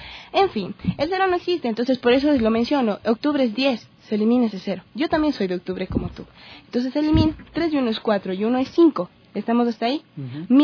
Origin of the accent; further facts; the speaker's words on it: Quito, Pichincha, Ecuador; soy de Quito. Trabajo en el arte escénico, soy bailarina, soy actriz